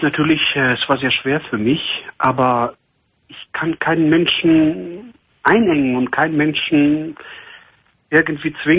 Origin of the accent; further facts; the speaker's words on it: Greece; Ich komme komme aus Griechenland ursprünglich.